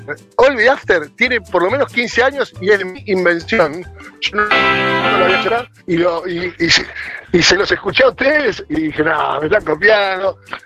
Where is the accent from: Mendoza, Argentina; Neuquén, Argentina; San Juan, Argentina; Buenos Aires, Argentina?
Buenos Aires, Argentina; now in Temperley, Argentina; Mirá, yo vivo, soy de Villa del Parque.